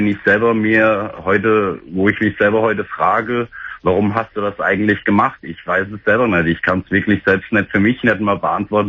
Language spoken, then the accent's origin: German; Fulda, Hesse, Germany; komm nach Fulda, also da, wo ich herkomme